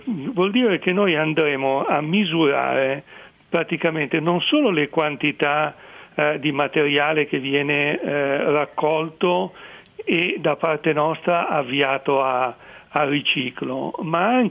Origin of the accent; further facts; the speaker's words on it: Milan, Lombardy, Italy; Non lo dico perché sono di Milano, ma perché è la realtà